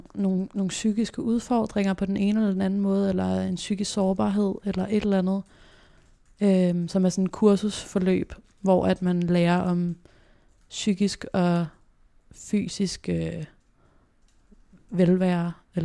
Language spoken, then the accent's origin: Danish; Copenhagen, Capital Region of Denmark, Denmark; jeg har faktisk altid boet på Nørrebro, født og opvokset på Nørrebro.